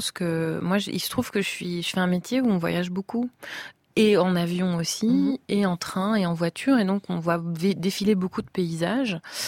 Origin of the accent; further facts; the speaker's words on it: Indiana, United States; French is a second language; now in France; je suis originaire du Midwest. Et en Indiana, dans mon enfance, il y avait des champs de maïs.